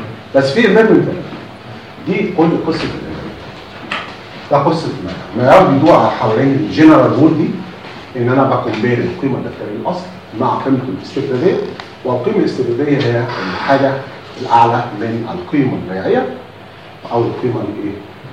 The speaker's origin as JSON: {"language": "Arabic", "country": "Egypt", "said": "مشكلتنا ان احنا كمصريين في اي حاجه جديده بنحب نقفل عليها"}